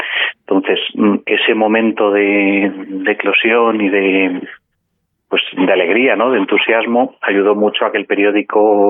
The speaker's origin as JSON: {"language": "Spanish", "town": "Madrid", "region": "Community of Madrid", "country": "Spain", "said": "somos todos de Madrid, el periódico se edita en Madrid."}